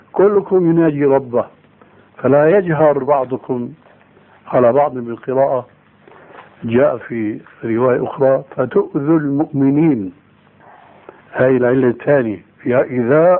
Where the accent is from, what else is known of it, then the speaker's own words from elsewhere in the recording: Syria; لكن نوبات مستعملة عندنا في سوريا وهي أنسب لهم